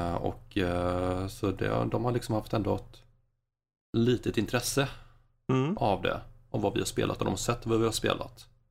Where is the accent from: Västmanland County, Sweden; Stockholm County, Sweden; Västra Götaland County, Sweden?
Västra Götaland County, Sweden; Kungälv; now in Falköping, Sweden; Jag är ursprungligen från Kungälv.